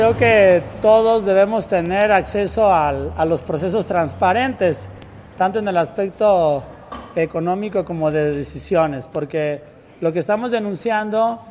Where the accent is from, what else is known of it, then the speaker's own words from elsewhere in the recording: Jalisco, Mexico; es nosotros lo que esperamos como jaliscienses y como mexicanos